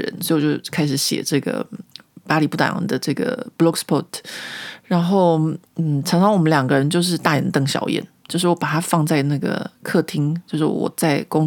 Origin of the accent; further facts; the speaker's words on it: Taiwan; 因为我以前自己小时候在台湾念书的时候，我是念那个卫理女中